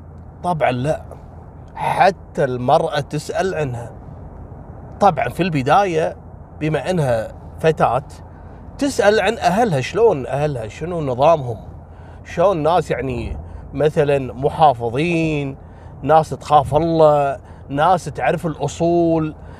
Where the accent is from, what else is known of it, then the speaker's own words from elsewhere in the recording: Kuwait; عندنا في الكويت